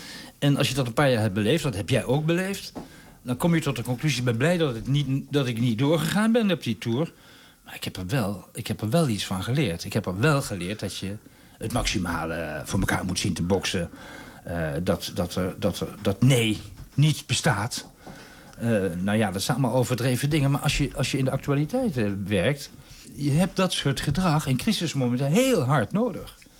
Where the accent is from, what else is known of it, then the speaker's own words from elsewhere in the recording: Nijmegen, Gelderland, Netherlands; In Nijmegen, waar ik vandaan kom